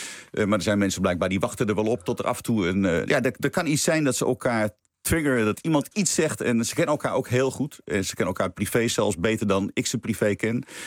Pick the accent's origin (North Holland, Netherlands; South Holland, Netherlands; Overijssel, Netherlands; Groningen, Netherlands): North Holland, Netherlands; Nou ja, we komen allebei uit het Noord-Hollandse.